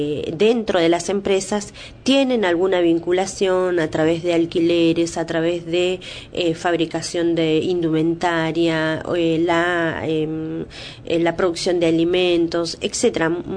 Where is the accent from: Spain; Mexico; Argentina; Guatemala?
Argentina; Río Negro; born there; si bien yo soy nacida en Río Negro, mis familiares están dentro de la provincia de Neuquén